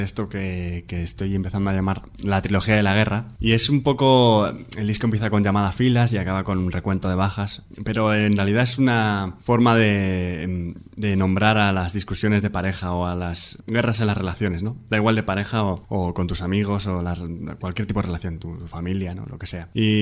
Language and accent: Spanish; Gijón, Asturias, Spain; now in Madrid, Spain; es un poco de donde vengo también y tiene todo que ver, yo creo.